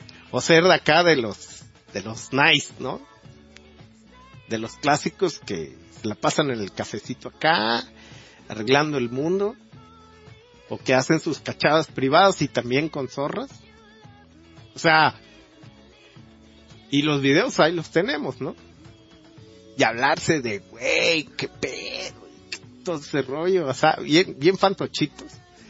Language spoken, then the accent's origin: Spanish; Mexico; que nos integre también como mexicanos.